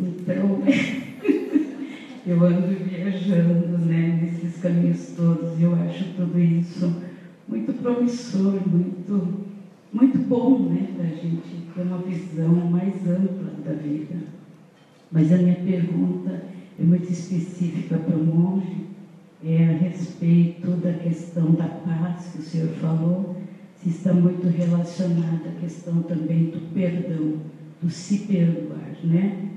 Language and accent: Portuguese; Rio Grande do Sul, Brazil; Eu sou natural do Rio Grande do Sul e eu fui criada dentro da teosofia. Da teosofia eu migrei para kardecismo, em prol do casamento, me tornei católica